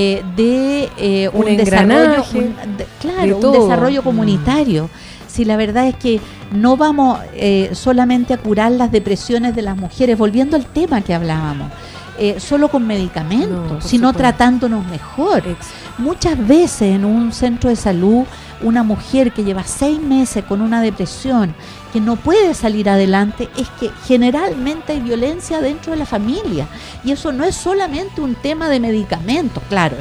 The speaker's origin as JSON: {"language": "Spanish", "town": "Osorno", "region": "Los Lagos", "country": "Chile", "tie": "born there", "also_born_or_lived": "Corral / Santiago", "said": "yo nací en Osorno, entonces he vivido una parte importante de mi vida en el campo. Viví, como le contaba, en Corral, pero también he vivido en Santiago"}